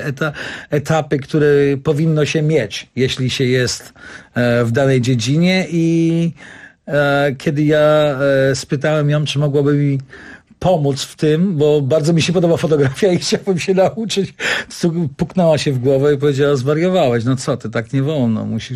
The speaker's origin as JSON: {"language": "Polish", "town": "Kraków", "region": "Lesser Poland", "country": "Poland", "moved": "yes", "lives_now": "New York, United States", "said": "pochodzę z Krakowa, jestem Polakiem, przeżyłem już swoje w Stanach, w Nowym Jorku"}